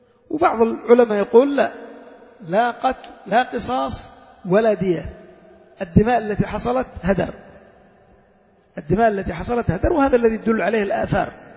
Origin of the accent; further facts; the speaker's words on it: Yemen; لأن الناس مثلا عندنا في اليمن